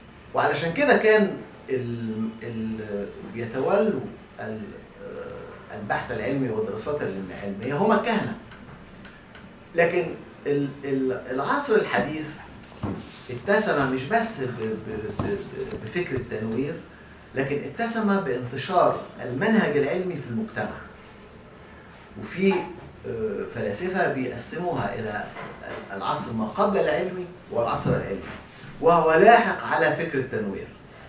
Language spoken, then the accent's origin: Arabic; Egypt; واحنا عندنا في مصر لا يكاد يكون هناك من درسها